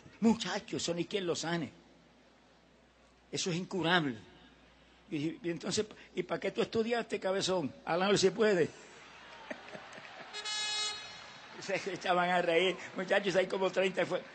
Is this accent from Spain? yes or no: no; Camuy, Puerto Rico; Ese era un lugar en mi pueblo de Camuy, en Puerto Rico, que la gente ni entraba en esa época.